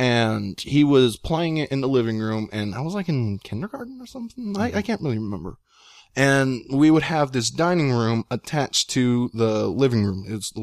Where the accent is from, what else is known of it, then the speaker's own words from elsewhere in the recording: Texas, United States; I'm Texan. Hell yeah.